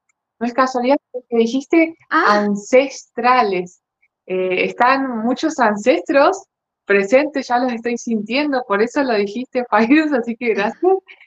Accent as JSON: {"language": "Spanish", "country": "Argentina", "said": "gracias por la presentación, Fairuz. Ahora estoy viviendo en Mar del Plata, soy argentina."}